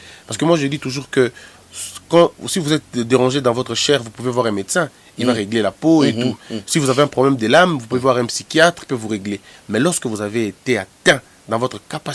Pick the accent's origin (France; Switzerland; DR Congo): DR Congo; Mbandaka, Équateur; also born or lived in Goma; moi, je viens de Mbandaka. Je suis né à Goma. Mm. J'ai grandi à l'Équateur mm. avec mon père, parce qu'il était, quoi, il est équatorien.